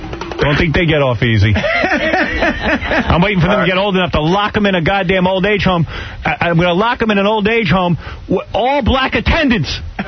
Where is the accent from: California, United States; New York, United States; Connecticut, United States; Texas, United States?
New York, United States; Roosevelt; I grew up in Roosevelt.